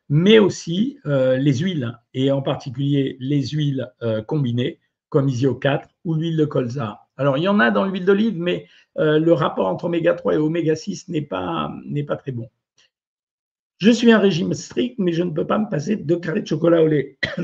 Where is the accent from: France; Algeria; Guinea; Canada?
Algeria; born there; je sais, tu sais, je suis né en Algérie, donc je te fais pas le coup de dire que j'ai plein de copains